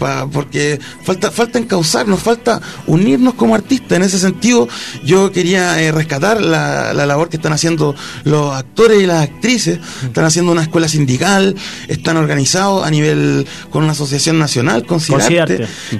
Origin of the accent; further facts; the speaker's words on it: Calama, Antofagasta, Chile; vengo de Calama